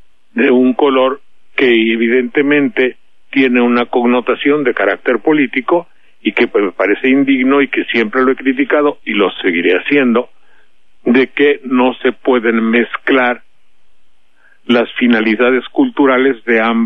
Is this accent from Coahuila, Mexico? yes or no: no; Veracruz, Mexico; yo le expliqué un poco que soy tan veracruzano como cualquiera